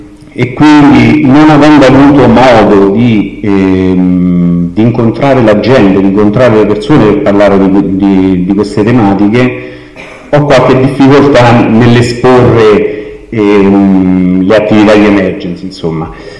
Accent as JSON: {"language": "Italian", "town": "Colleferro", "region": "Lazio", "country": "Italy", "said": "vengo da Colleferro e sono il referente della sede territoriale di Emergency di Colleferro."}